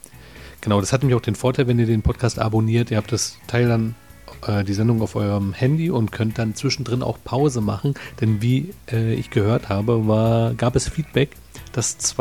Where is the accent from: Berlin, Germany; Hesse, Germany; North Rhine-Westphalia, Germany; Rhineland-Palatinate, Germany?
Berlin, Germany; obwohl als Berliner sagt man Berlinerisch. Also so kenne ich es.